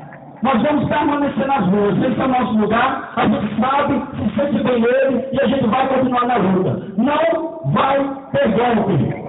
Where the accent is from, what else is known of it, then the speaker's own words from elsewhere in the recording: Brazil; Todos nós somos brasileiros